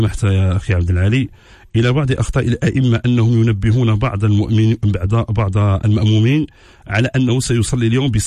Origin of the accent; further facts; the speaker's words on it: Morocco; العمل الفاسي عندنا في المغرب